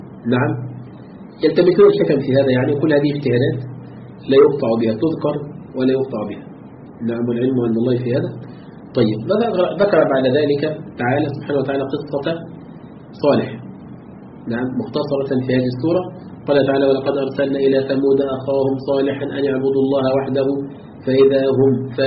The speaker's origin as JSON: {"language": "Arabic", "country": "Egypt", "said": "طبعا ليس عندنا في مصر"}